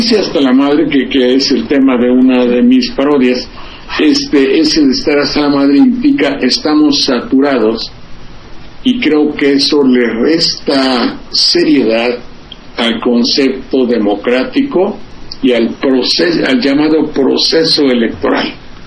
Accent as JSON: {"language": "Spanish", "country": "Mexico", "said": "como mexicano protesto, como ser humano, tengo todo el derecho de hacerlo y decirlo para quien lo guste oír."}